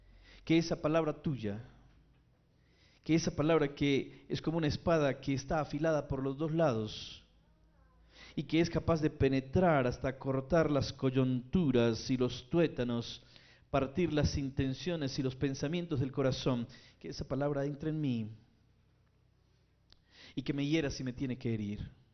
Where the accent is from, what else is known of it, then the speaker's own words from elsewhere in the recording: Armenia, Quindío, Colombia; moved away; Bueno, yo, aunque soy realmente de Armenia, soy cuyabro, pero llevo más de 20 años viviendo fuera.